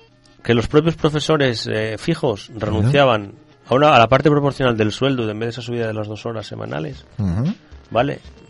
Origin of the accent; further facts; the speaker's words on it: Asturias, Spain; ¿tú no ves que yo soy asturiano? ¿Tú crees que me vas a acojonar a mí siendo asturiano yo?